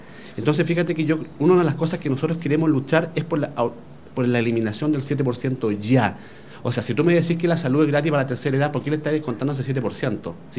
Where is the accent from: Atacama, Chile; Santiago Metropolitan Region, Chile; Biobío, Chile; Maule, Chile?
Santiago Metropolitan Region, Chile; Puente Alto; yo, en realidad, soy nacido y criado en Puente Alto. Vivo en Tocornagré como pasado Salvador Allende. Me eduqué, la enseñanza básica en la Escuela Maipo. Y después, enseñanza media, me estudié la consolidada. Así que soy puentealtino